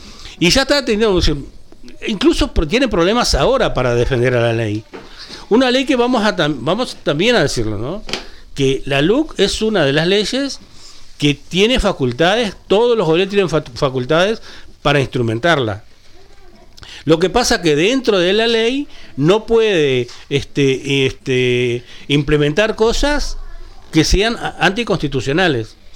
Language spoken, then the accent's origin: Spanish; interior, Uruguay; Yo que soy hombre de tierra adentro también, yo no soy capitalino.